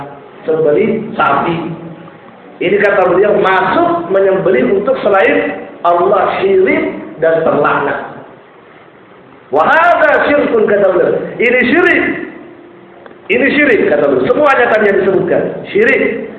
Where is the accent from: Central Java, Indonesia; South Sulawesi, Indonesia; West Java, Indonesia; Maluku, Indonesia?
South Sulawesi, Indonesia; Pangkep; Ya, di kampung saya itu seperti ini. Pernah ada pabrik es. Subhanallah, ternyata sampai juga di pangkep ya.